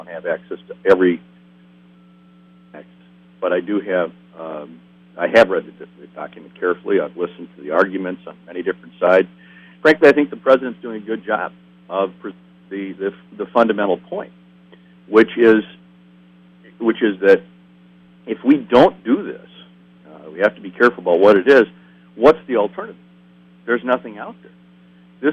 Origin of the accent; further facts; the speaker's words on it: Wisconsin, United States; And, of course, I grew up here in Wisconsin, and I've known a lot of the state for my entire lifetime.